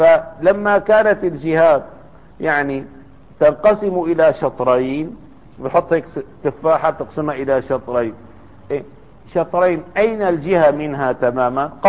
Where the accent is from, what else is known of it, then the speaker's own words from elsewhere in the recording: Damascus, Damascus Governorate, Syria; يعني في دمشق خاصة كبلدة في بلدتنا